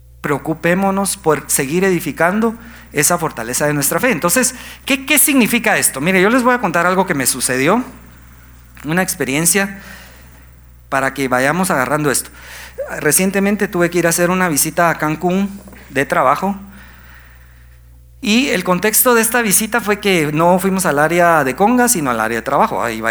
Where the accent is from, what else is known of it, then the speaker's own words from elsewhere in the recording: Guatemala; creo que nuestra identidad como guatemaltecos la tenemos que cambiar